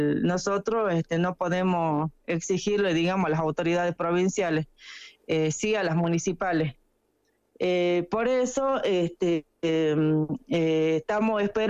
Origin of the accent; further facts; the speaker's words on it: Cachi, Salta, Argentina; born there; yo soy nacida acá en Cachi, digamos, mi familia materna nació y vivió toda su vida al pie del Nevado, también somos productores